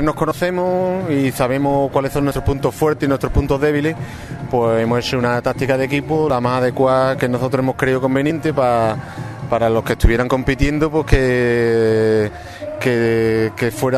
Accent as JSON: {"language": "Spanish", "town": "Ubrique", "region": "Andalusia", "country": "Spain", "said": "los que somos de Ubrique teníamos que apreciar la naturaleza y el entorno que tenemos."}